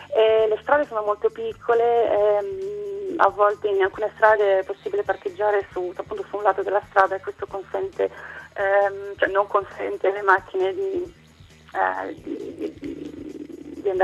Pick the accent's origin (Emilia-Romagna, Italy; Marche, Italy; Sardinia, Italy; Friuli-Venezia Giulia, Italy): Emilia-Romagna, Italy; Bologna; Da Bologna.